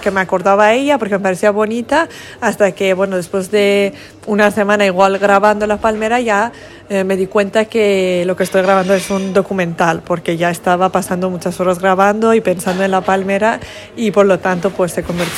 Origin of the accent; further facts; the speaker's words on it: Iran; now in Spain; yo soy de Irán y llevo 7 años viviendo en España, pero nunca he sentido tanto en casa como en Asturias.